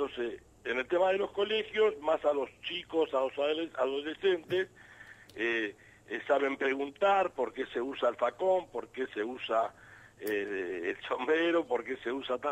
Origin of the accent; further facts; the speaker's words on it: Buenos Aires, Argentina; Yo soy acá de Buenos Aires.